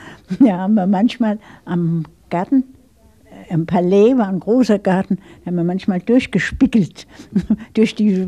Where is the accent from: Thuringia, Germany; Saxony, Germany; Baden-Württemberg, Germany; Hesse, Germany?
Hesse, Germany; Darmstadt; ich bin dann in Bessungen groß geworden, in dem Dorf gewissermaßen, nicht? Da hat mein Vater gebaut.